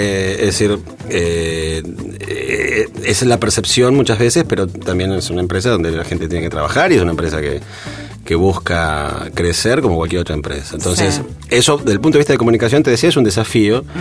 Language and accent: Spanish; Argentina; moved away; Me fui de Argentina en 1989.